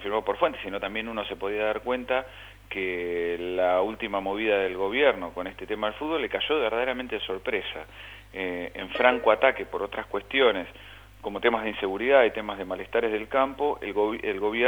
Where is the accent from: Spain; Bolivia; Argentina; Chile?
Argentina; la primera y llana es la que todos como argentinos estamos viviendo